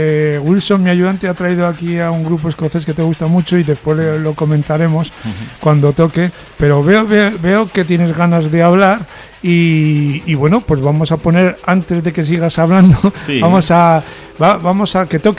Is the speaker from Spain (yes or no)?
yes; Burgos, Castile and León, Spain; Oye, yo hablo en castellano, ¿eh? Pues soy de Burgos.